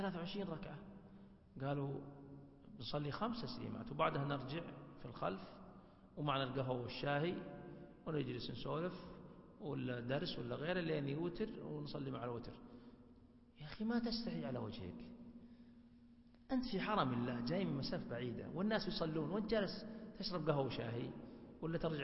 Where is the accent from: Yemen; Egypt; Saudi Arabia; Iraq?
Saudi Arabia; Hejaz; والعوام عندنا في الحجاز يقولون مثال بسيط عند العوام